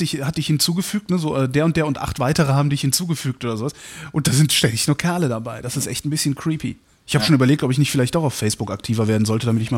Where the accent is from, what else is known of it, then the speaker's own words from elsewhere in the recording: North Rhine-Westphalia, Germany; also born or lived in Cologne; ich komme vom Dorf, aber eigentlich bin ich gebürtiger Kölner und dann irgendwann dann 20 Kilometer außerhalb aufgewachsen.